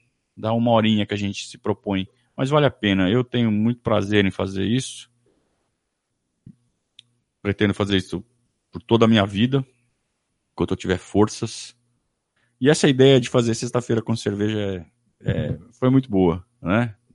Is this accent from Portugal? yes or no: no; Sorocaba, São Paulo, Brazil; lá de Sorocaba também, da minha terra, né? Adoro Sorocaba. Onde eu nasci, cresci.